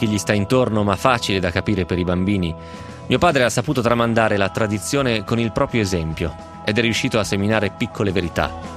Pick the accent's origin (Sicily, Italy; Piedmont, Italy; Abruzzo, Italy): Piedmont, Italy; Novara; born there; fossi nato in India probabilmente non direi così. Però sono nato a Novare, che ci posso fare?